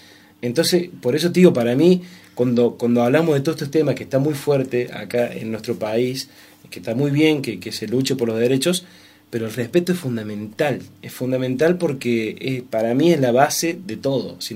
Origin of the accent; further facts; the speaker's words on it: Anfunes, Córdoba, Argentina; born there; De Anfunes.